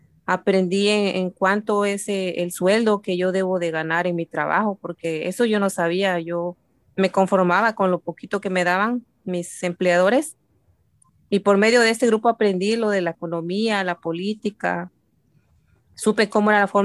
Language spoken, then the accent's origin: Spanish; State of Mexico, Mexico; now in Costa Mesa, United States; Soy del Estado de México. Llegué en este país en el año 2006. Ahora estoy viviendo en Costa Mesa, California. Ya tengo 16 años en este país